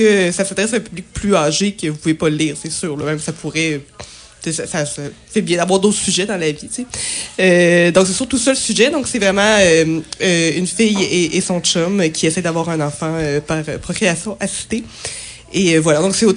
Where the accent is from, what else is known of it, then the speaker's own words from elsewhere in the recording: Quebec City, Quebec, Canada; Ben moi, je suis née ici, donc c'est sûr que c'est ma ville natale et je l'aime d'amour.